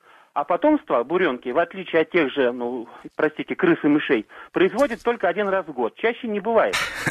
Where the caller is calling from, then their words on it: Cheboksary, Chuvashia, Russia; Я из Чебоксар звоню вам.